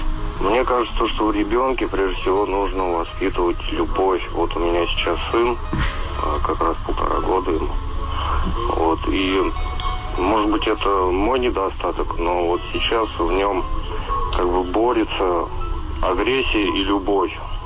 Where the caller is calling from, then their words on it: Ivanovo, Ivanovo Oblast, Russia; Да, добрый вечер.